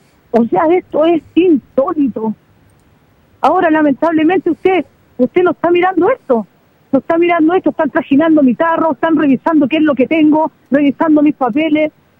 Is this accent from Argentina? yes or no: no; Chile; yo soy chilena. Yo soy chilena y tengo derecho en mi país a mostrar mi arte.